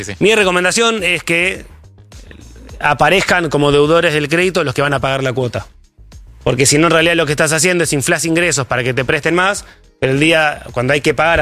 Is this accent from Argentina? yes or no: yes; Argentina; Somos Argentina también.